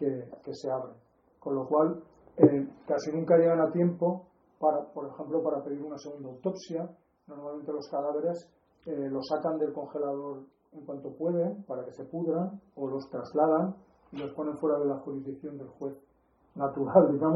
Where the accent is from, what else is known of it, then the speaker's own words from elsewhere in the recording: Valencian Community, Spain; como somos valencianos